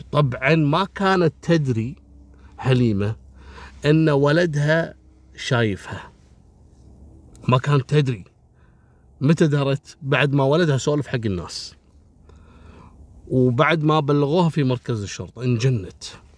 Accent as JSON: {"language": "Arabic", "country": "Kuwait", "said": "حتى عندنا في الكويت كثير تحصل سرقة الأغطية وتلقى المجاري مفتوحة"}